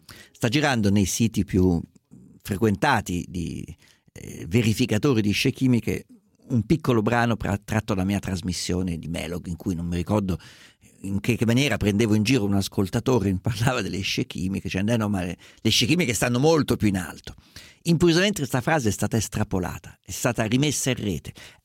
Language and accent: Italian; Perugia, Umbria, Italy; da Perugia.